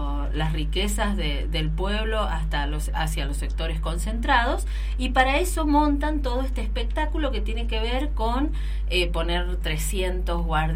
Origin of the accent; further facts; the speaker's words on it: Argentina; Así que orgullosísimos como argentinos, pero también como mujeres